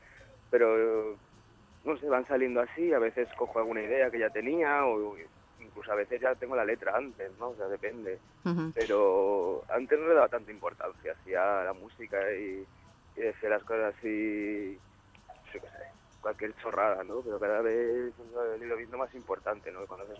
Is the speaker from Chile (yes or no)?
no; Sant Joan Despí, Catalonia, Spain; nosotros somos de San Juan de Espí